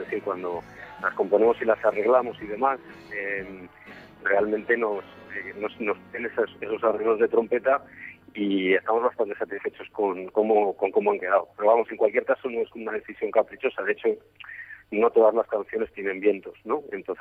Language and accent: Spanish; Madrid, Community of Madrid, Spain; tres madrileños y un alemán, que se llama Ur, y que Ramiro y yo somos los madrileños